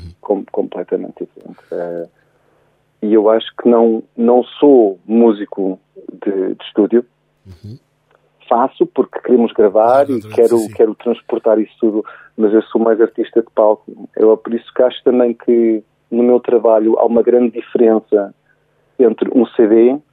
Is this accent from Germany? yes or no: yes; Germany; como cresci na Alemanha, não havia a tradição, e não há ainda, de casas de fado, e de ouvir fado todos os dias